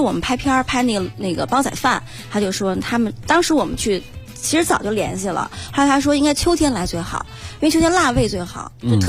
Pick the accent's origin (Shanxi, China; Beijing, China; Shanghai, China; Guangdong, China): Beijing, China